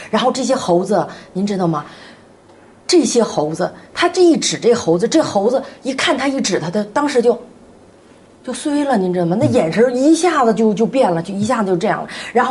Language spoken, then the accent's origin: Chinese; Northeast China, China; 然后我们东北人特别爱吃那个血肠